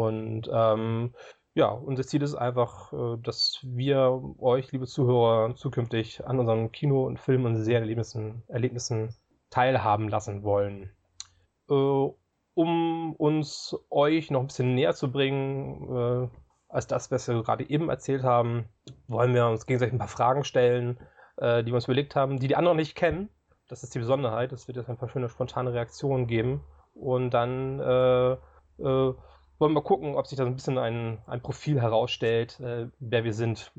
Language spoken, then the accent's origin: German; Hamburg, Germany; ich komme aus Hamburg, ich bin aktuell 42 Jahre alt.